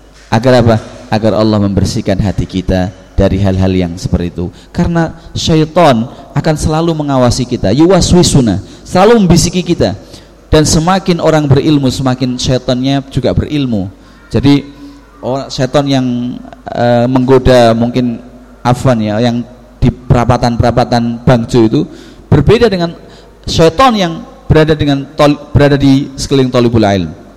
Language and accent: Indonesian; Java, Indonesia; salah dua daripada kesalahan kita orang Jawa mempercayai hal-hal seperti itu